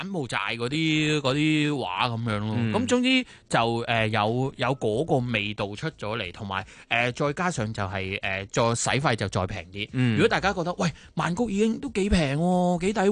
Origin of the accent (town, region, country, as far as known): Hong Kong